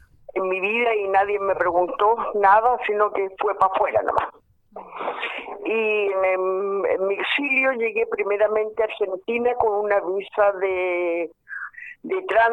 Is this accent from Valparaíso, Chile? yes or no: yes; San Antonio, Valparaíso, Chile; moved away as an adult; yo caí con un grupo en Santiago, porque yo salí de San Antonio en el 74.